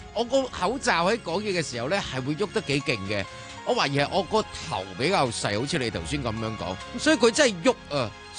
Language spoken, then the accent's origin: Cantonese; Hong Kong